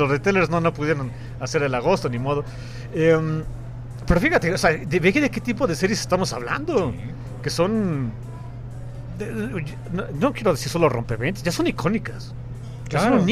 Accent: Mexico; Y soy mexicano. Convivo con mexicanos, vivo en México.

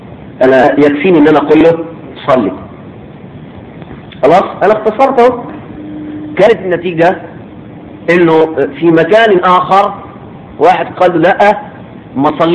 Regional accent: Egypt; في بلدنا مصر على الاقل انهم يعرفون ولا يفقهون

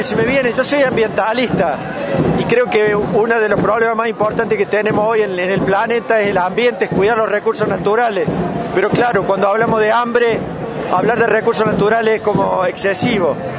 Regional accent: Córdoba, Argentina; lamentablemente soy de Córdoba

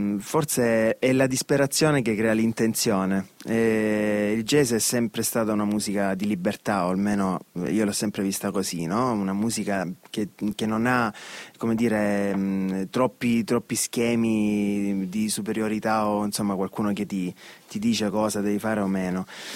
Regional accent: Sogliano Cavour, Apulia, Italy; No, nel mio paese, a Sogliano.

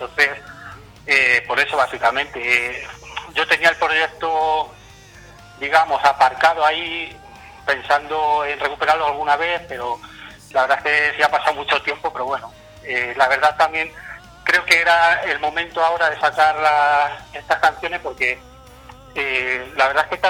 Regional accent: Spain; Yo creo que las canciones en español, nosotros siendo españoles, es como mejor puedes expresar tus ideas, ¿no?

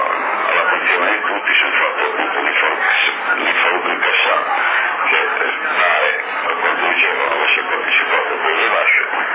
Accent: Sardinia, Italy; Io credo che, non perché sono sardo e difendo i sardi

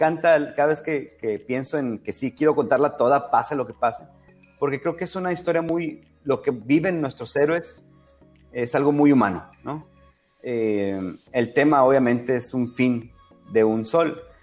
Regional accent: Mexico; porque pues somos mexicanos, ¿no?

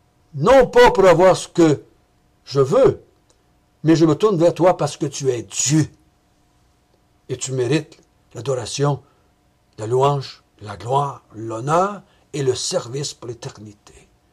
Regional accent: Quebec, Canada; moi je suis un Québécois pur laine, descendance française et amérindienne. Je ne suis pas un juif, moi.

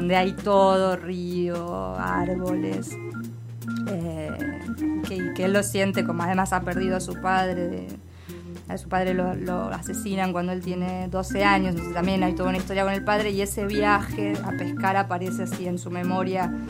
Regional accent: Villa Elisa, Entre Ríos, Argentina; yo nací, me crié en Entre Ríos, en Entre Ríos, en una ciudad que se llama Villa Elisa, que está muy cerca del Uruguay.

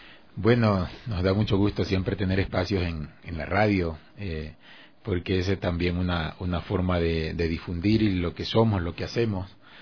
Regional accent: Esmeraldas, Ecuador; born there; yo nací en Esmeraldas, Tierra Santa, está temblando todavía. Ya hace bastante, este año ya voy a cumplir 50.

